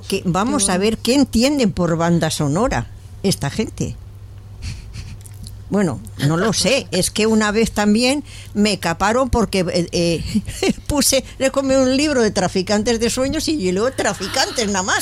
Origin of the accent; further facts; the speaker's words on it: Barcelona, Catalonia, Spain; born there; now in Madrid, Spain; Yo también soy carabanchelera de adopción. Es más, yo he nacido en Barcelona y estuve ahí.